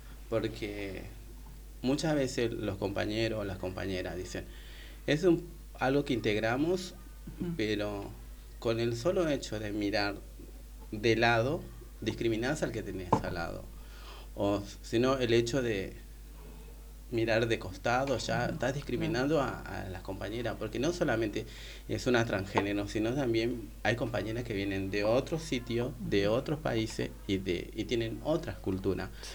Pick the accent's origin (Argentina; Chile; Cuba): Argentina; Tartagal, Salta; moved away as an adult; now in Buenos Aires, Argentina; vengo de la ciudad de Tartagal, pertenezco a un pueblo originario de la ciudad de Tartagal, ¿viste? Uh-huh. Pertenezco a la etnia Tupi Guaraní, que es, pertenece en Salta.